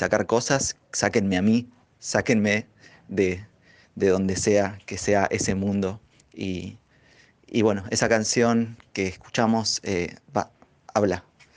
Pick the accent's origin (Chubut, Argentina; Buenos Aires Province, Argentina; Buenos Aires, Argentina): Chubut, Argentina; born there; en la provincia donde nací, en Chubut